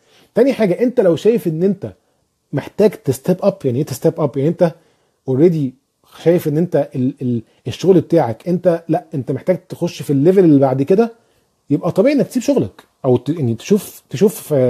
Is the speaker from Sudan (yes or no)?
no; Egypt; moved away; طيب في حسن الموسوي او الموسوي بيسألني انت منين؟ انا من مصر.